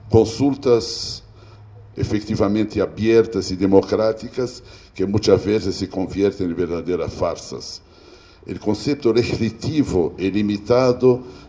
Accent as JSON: {"language": "Spanish", "country": "Brazil", "second_language": "Spanish", "said": "Yo soy un extranjero, vengo de Brasil, y no tengo la pretensión de venir acá a decir a los mexicanos lo que deben hacer con su país."}